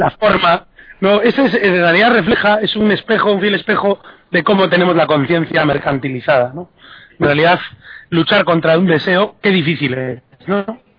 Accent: Spain; tenemos que empezar a aprender muchas cosas de aquellos países sobre los cuales, encima, como españoles creemos que tenemos algún derecho sobre él

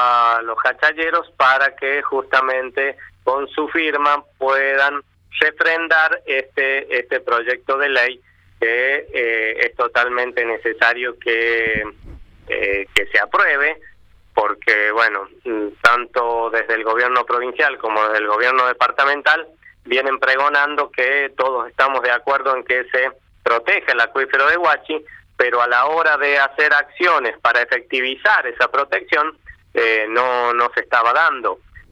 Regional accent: San Juan, Argentina; lo único que nosotros sentimos es que somos ciudadanos sanjuaninos, pero ciudadanos de cuarta.

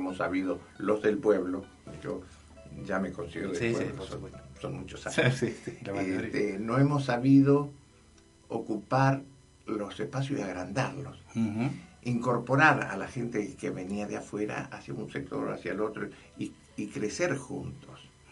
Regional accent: Charata, Chaco, Argentina; born there; Nacido en Charata, Chaco.

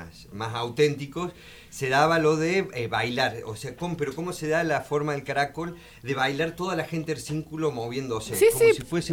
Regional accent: Córdoba, Argentina; Sí, la otra vez, como cordobés, me pasó algo muy loco

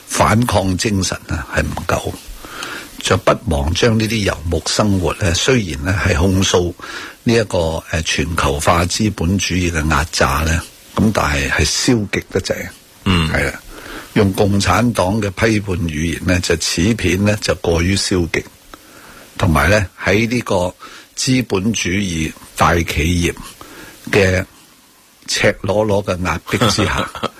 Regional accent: China; 因为我系中国人，

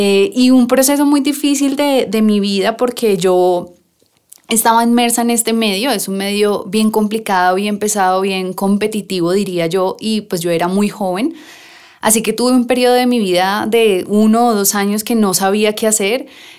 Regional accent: Bogotá, Colombia; Nosotros siempre hemos crecimos en Suba, digamos que ese fue nuestro contexto de crecimiento de la infancia

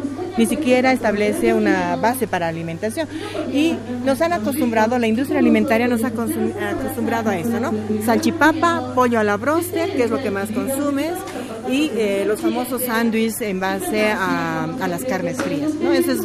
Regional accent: Tarija, Bolivia; En Tarija, mi abuelo, yo soy de origen tarijeño, y criábamos, ¿no?, nuestras gallinas, nuestros chanchitos.

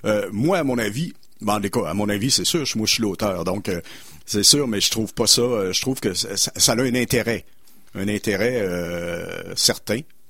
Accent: Sherbrooke, Quebec, Canada; also born or lived in Magog; Moi, je viens de Magog, j'ai été élevé à Sherbrooke, on pourrait dire Sherbrooke aussi

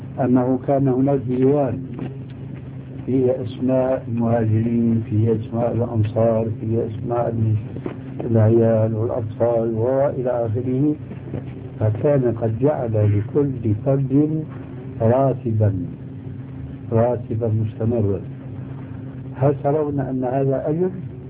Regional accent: Syria; وكل مين يقول عندنا في الشام كل مين على دينه الله يعينه

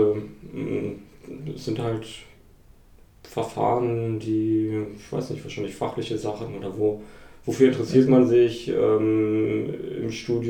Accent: Berlin, Germany; Ich komme aus Berlin, wohne jetzt wieder in Berlin

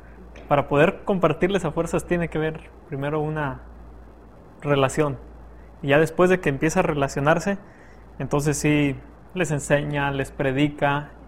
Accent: San Luis Potosí, Mexico; soy estudiante de la Facultad de Teología y soy de San Luis Potosí.

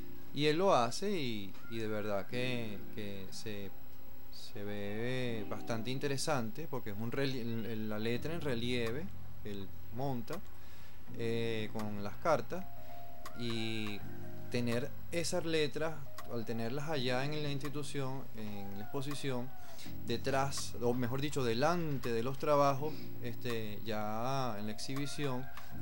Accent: Venezuela; para nosotros como venezolanos nos identificamos mucho

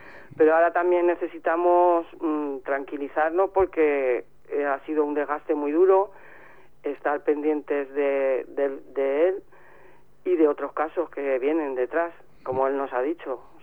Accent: Madrid, Community of Madrid, Spain; porque yo soy de Vallecas, y que somos muy resistentes

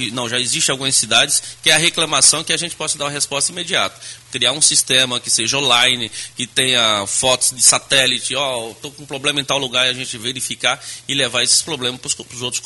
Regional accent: Northeast Region, Brazil; born there; Na minha família, no Nordeste, onde nasci, tem vereadores, tem deputado.

